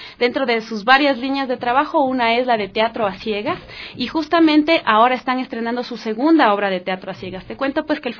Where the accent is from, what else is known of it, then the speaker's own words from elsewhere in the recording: Cotocollao, Pichincha, Ecuador; Yo también soy habitante de Cotocollao, yo nací ahí, me he crecido ahí toda mi vida